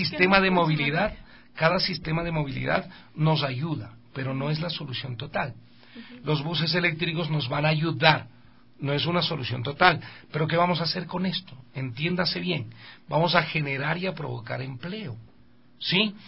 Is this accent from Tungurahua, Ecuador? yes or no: no; Quito, Pichincha, Ecuador; Basta, no somos vos los ecuatorianos que vivimos en Quito.